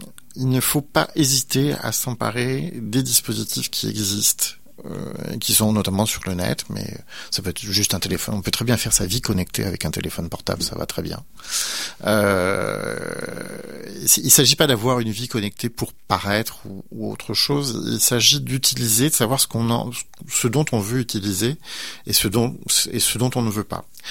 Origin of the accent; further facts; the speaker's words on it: France; moved away; moi, je viens de France, je suis immigrant français.